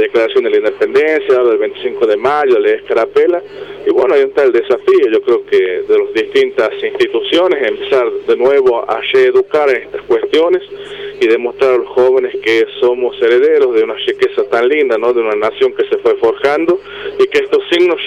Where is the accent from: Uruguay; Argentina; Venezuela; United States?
Argentina; la riqueza que tenemos como argentinos